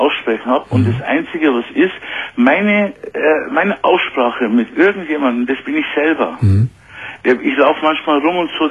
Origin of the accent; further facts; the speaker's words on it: Turkey; moved away; ich bin im Heim aufgewachsen, ich komme aus der Türkei, meine Mama hat mich hergeholt im Heim.